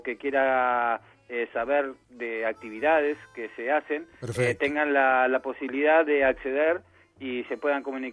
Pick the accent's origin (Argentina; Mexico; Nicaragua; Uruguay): Argentina; now in Málaga, Spain; Como buen argentino que soy, sobrevivo y subsisto de varias cosas